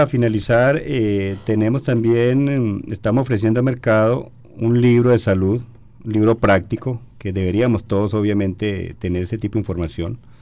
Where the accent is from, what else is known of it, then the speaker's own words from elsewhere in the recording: Colombia; el año pasado en mi país, en Colombia